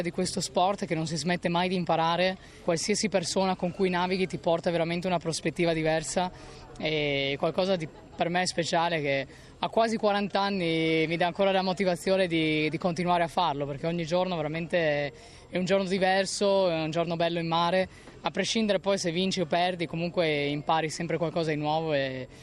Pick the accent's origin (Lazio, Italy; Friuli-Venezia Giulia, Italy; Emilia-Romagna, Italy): Friuli-Venezia Giulia, Italy; Trieste; sono nata e cresciuta a Trieste.